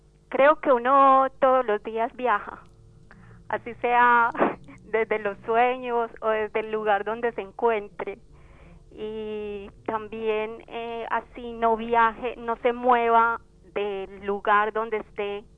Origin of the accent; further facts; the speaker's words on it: Betania, Antioquia, Colombia; now in La Reja, Argentina; Yo soy de Betania, Antioquia, o sea, Colombia.